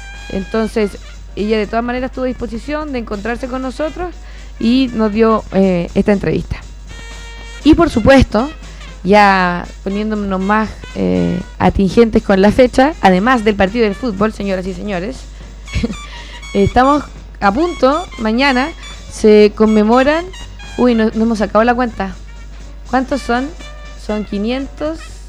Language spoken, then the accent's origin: Spanish; Chile; Nosotros como chilenos y chilenas también sabemos, y como gente que habita este territorio, lo que significa lidiar constantemente con catástrofes naturales